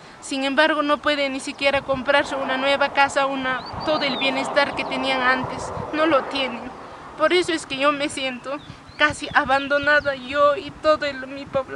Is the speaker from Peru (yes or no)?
yes; Chinchero, Cusco, Peru; saben que soy de Chinchero